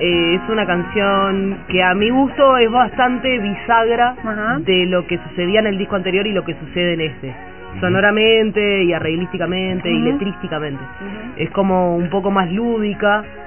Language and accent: Spanish; Montevideo, Uruguay; Soy súper montevideana. Y barrios pasé, nací en La Unión.